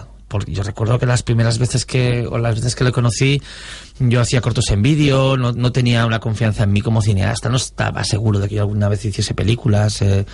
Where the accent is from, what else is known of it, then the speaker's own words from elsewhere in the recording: Cabezón de la Sal, Cantabria, Spain; en mi pueblo, en Cabezón de la Sal, Cantabria